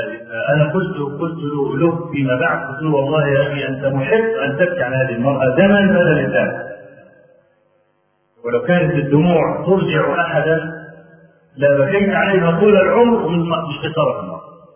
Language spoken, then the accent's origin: Arabic; Egypt; نعرف رجلا من أعيان الجيد عندنا في مصر